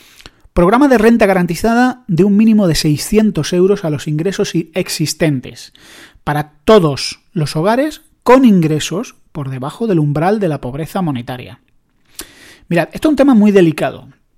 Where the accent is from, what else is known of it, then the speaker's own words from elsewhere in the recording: Andalusia, Spain; como es mi querida Andalucía, yo soy andaluz